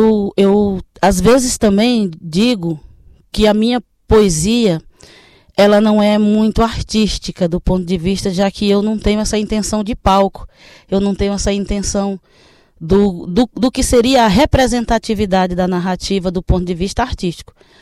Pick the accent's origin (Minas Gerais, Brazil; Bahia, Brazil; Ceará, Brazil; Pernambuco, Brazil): Ceará, Brazil; now in Sergipe, Brazil; embora eu esteja atualmente morando em Sergipe, mas eu sou do Ceará, do interior do Ceará, lá da região do Vale do Jaguaribe, no meio do norte. E a minha comunidade era uma comunidade pouco letrada.